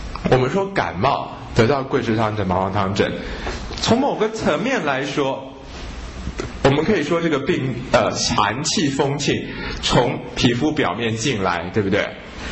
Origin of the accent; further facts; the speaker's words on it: Japan; Chinese is a second language; 其实我们日本人有一个辩证法